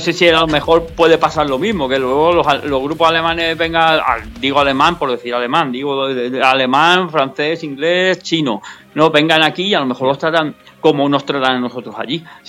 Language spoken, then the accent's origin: Spanish; Spain; en España somos españoles